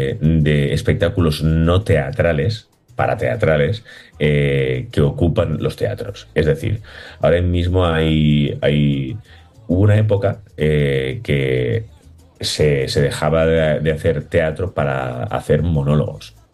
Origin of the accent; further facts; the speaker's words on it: Valencian Community, Spain; todos los actores somos valencianos y nos conocen